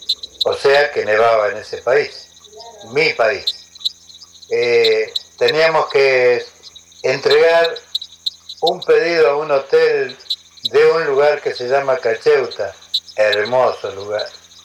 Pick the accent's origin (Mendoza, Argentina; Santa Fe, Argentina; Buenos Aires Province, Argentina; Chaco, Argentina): Mendoza, Argentina; born there; moved away as an adult; now in Buenos Aires, Argentina; Yo soy nacido en Mendoza y viajé para Buenos Aires a los 18 años